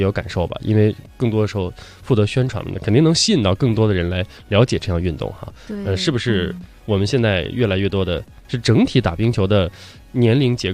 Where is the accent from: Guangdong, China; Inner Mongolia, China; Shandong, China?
Inner Mongolia, China; 就像我的老家是内蒙的，也是超级北的北方哈，